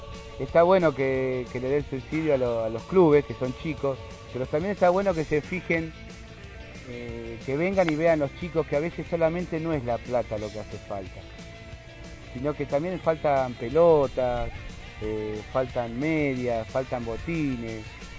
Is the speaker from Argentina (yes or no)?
yes; Merlo, Buenos Aires Province, Argentina; Yo soy de Merlo y la mayoría son gratuitas, ¿no?